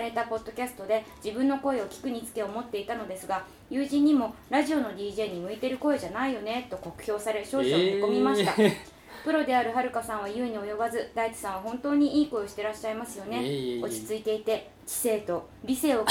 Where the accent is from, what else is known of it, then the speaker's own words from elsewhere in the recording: Kure, Hiroshima, Japan; 僕の出身は広島県呉市なのですが